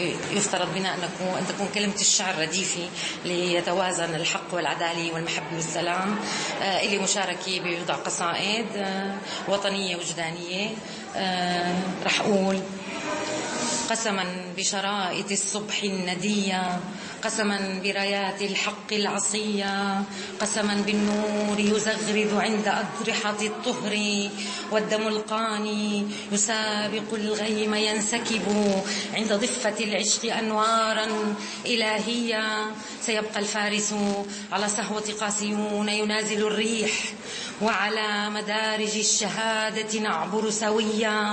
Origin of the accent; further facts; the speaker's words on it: Homs, Homs Governorate, Syria; أنا أكتب الشعر، بشرفني اليوم حضوري إلى طرطوس، أنا من حمص،